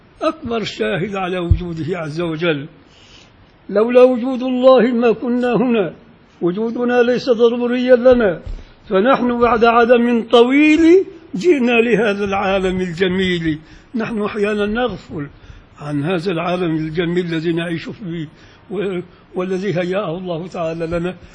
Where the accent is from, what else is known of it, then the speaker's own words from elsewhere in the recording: Upper Egypt, Egypt; عندنا في الصعيد ما يصحش أبدا تقدم في العزة إلا القهوة السادة.